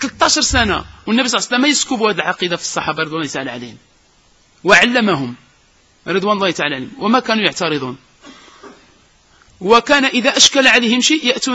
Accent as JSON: {"language": "Arabic", "town": "Casablanca", "region": "Casablanca-Settat", "country": "Morocco", "said": "هذا المصيبة اللي عندنا في الدار البيضاء"}